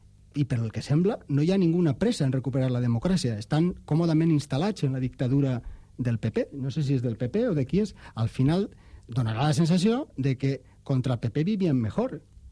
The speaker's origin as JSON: {"language": "Catalan", "region": "Valencian Community", "country": "Spain", "said": "com a valencià comença un poc, ja, fins i tot com a ciutadà valencià"}